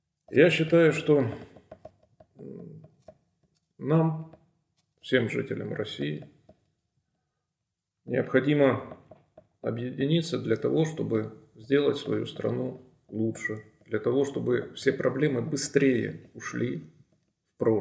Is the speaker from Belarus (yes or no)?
no; Donbas, Ukraine; на моем родном, на моей малой родине в Донбассе.